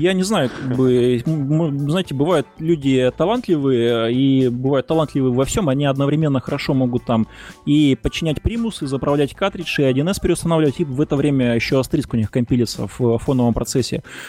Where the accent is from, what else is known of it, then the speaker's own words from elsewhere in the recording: Maykop, Adygea, Russia; например, на моей малой родине, в городе Майкопе.